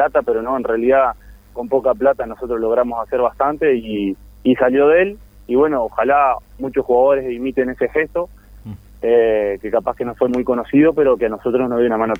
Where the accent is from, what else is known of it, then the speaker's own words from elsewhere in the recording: Colonia, Uruguay; después de acá de Colonia somos 3, yo soy de Colonia, del departamento somos 3 de Colonia